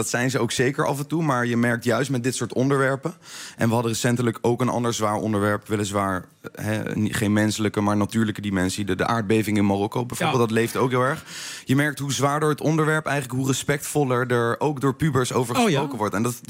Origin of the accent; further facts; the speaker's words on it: The Hague, South Holland, Netherlands; Ik ben opgegroeid in Den Haag met freestylen, zeg maar.